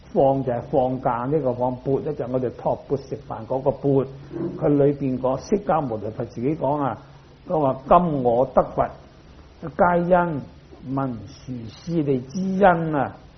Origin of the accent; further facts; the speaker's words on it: Guangdong, China; 我是廣東人，標準廣東話就讀室利